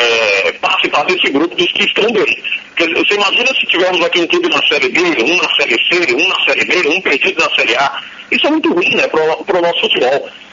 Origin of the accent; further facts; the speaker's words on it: São Paulo, Brazil; now in Pernambuco, Brazil; porque cresci em São Paulo e depois voltei aqui para o estado de Pernambuco, nasci em Pernambuco, aí fui para São Paulo.